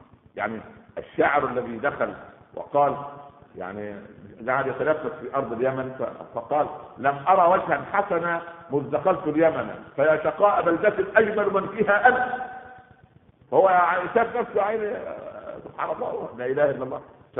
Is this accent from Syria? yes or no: no; Egypt; هكذا يقال في المثل عندنا في مصر، طالما في مغفل يبقى في نصاب